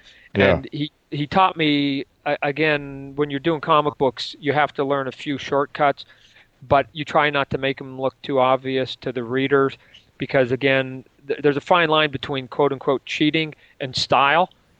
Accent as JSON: {"language": "English", "town": "Calgary", "region": "Alberta", "country": "Canada", "said": "I'm a Canadian kid living in Calgary at the time."}